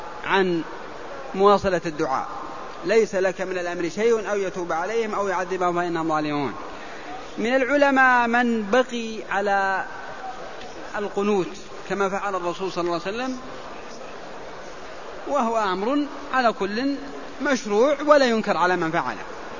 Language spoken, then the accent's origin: Arabic; Al-Qassim, Saudi Arabia; أنا من القصيم وإنما نأتي أيام الحج، التوعية ودروس في الحرم بأيام الحج فقط، وإلا نرجع للقصيم بعدما تنتهي أعمال الحج.